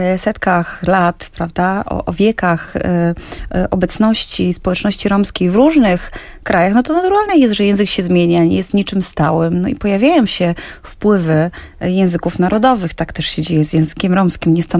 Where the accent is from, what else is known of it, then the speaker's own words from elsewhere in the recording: Oświęcim, Lesser Poland, Poland; born there; ja się urodziłam w Oświęcimiu i w tym mieście